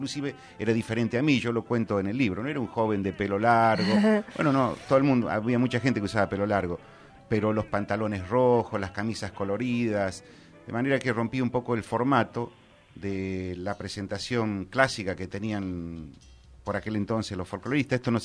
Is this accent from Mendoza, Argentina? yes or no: no; Quimilí, Santiago del Estero, Argentina; Soy nacido en Quimilí. Yo siempre digo que soy más santiagueño que los santiagueños.